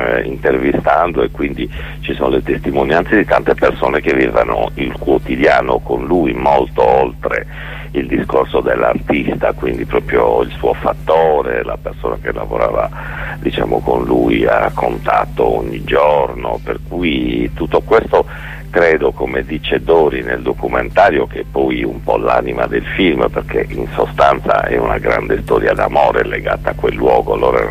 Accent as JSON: {"language": "Italian", "region": "Sardinia", "country": "Italy", "said": "ragionavo un po' da sardo e da regista sardo"}